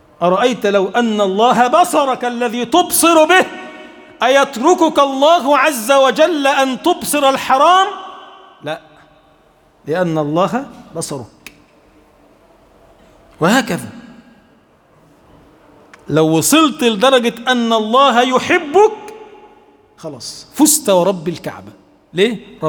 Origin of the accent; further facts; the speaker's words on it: Egypt; اللهم اجعل بلدنا مصر بلدا آمنا مطمئنا سخاء رخاء